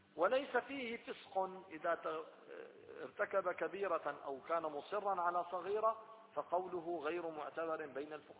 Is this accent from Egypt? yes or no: no; Syria; وجمعية تنظيم الأسرة عندنا في سوريا